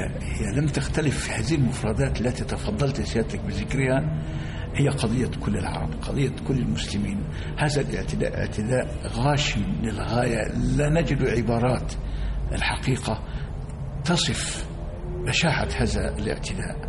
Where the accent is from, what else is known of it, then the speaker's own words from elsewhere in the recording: Egypt; أن يحمي بلدنا مصر، وأن يكون أهل مصر على قدر في وعيهم